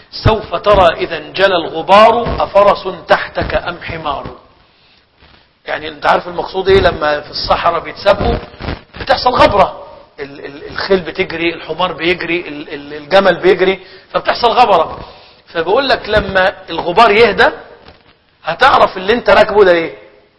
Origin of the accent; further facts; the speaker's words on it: Egypt; والله انا شفت ناس عندنا في مصر